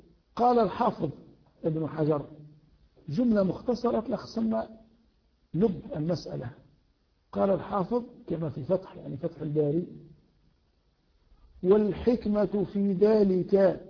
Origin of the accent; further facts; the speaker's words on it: Tunisia; علينا أن لا نتبع هذا العرف في بلدنا تونس